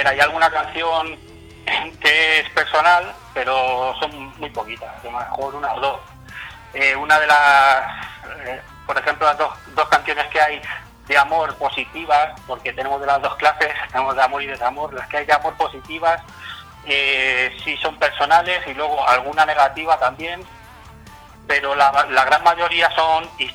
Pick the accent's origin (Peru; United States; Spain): Spain; Yo creo que las canciones en español, nosotros siendo españoles, es como mejor puedes expresar tus ideas, ¿no?